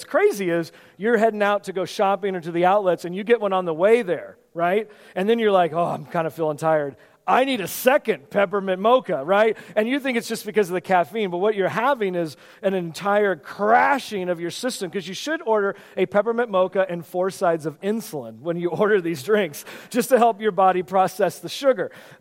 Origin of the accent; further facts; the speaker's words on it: West Coast, United States; now in Pennsylvania, United States; This is not where I came from the West Coast, where you're around all your family